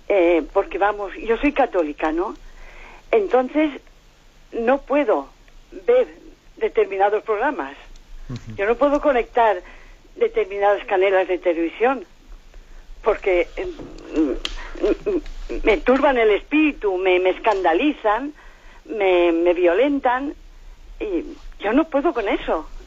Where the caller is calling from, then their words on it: Valencia, Valencian Community, Spain; de Valencia.